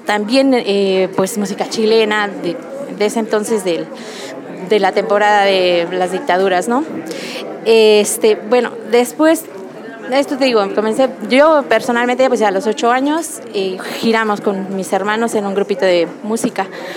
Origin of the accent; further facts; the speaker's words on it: Mexico; no sé si era el caso de que va uno como mexicano, la verdad es muy bien acogido